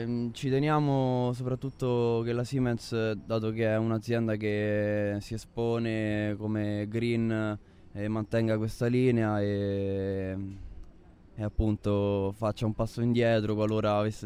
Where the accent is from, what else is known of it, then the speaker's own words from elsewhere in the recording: Rome, Lazio, Italy; Vengo da Roma.